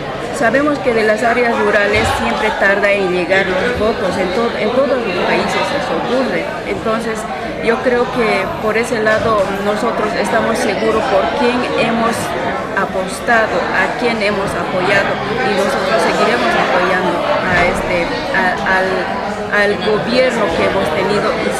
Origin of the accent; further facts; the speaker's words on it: Bolivia; Sí, yo vengo desde Bolivia